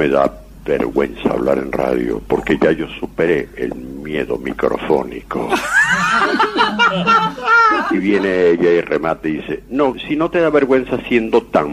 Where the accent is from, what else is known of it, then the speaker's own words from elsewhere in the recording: Caracas, Capital District, Venezuela; born there; En Caracas.